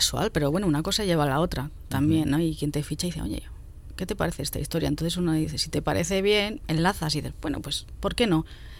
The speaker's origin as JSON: {"language": "Spanish", "town": "Hoyo de Manzanares", "region": "Community of Madrid", "country": "Spain", "tie": "born or raised there", "lives_now": "Madrid, Spain", "said": "Sierra Noroeste de Madrid. Yo he vivido toda la vida ahí hasta 2009, que me fui a Lavapiés y tal. Ahora estoy en Vallecas."}